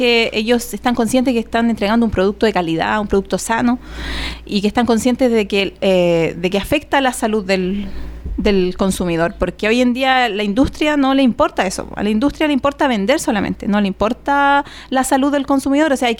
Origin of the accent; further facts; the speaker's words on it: Chile; nosotros como chilenos